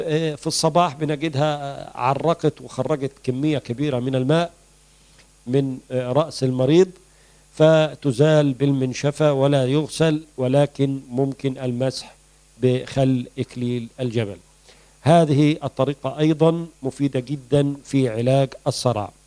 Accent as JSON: {"language": "Arabic", "country": "Egypt", "said": "وبعض الأماكن يسمى الكرنب عندنا في مصر."}